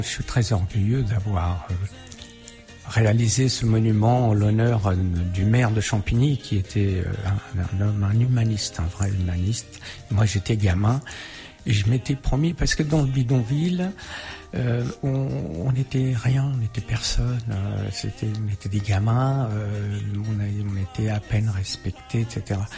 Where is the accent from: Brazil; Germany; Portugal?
Portugal; now in France; E mais uma coisa é que nós somos portugueses, somos estrangeiros aqui em França, e vamos para Portugal, somos estrangeiros igual